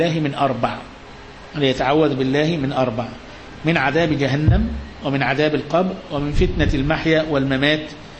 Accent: Egypt; يعني دقيقتين في عمرنا احنا حتى كمصريين ما لهمش قيمة

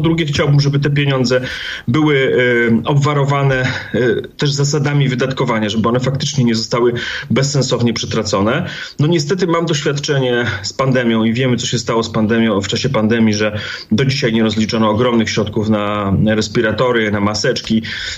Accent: Rzeszów, Subcarpathian Voivodeship, Poland; pochodzę ze skromnej dzielnicy w Rzeszowie.

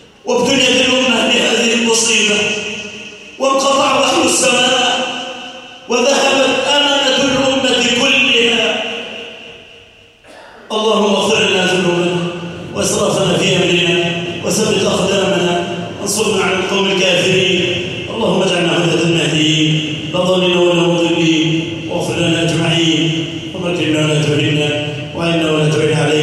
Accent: Egypt; اللهم اجعل بلدنا مصر أمنة مطمئنة

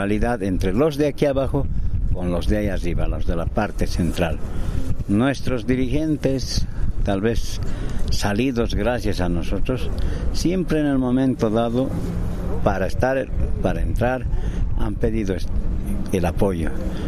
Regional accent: La Paz, Bolivia; nosotros estamos recibiendo la donación de mi pueblo, de mi ciudad, que es La Paz, y mis vecinos.

